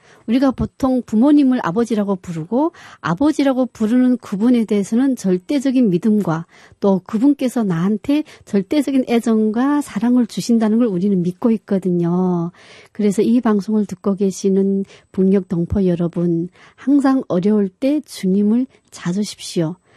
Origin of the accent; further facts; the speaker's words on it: North Korea; now in South Korea; 우리가 북한에서 교육받을 때 느꼈던 것처럼 그렇지 않다는 것